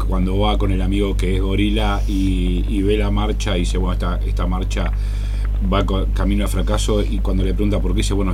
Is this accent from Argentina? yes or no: yes; Argentina; el proceso histórico que nosotros tenemos como argentinos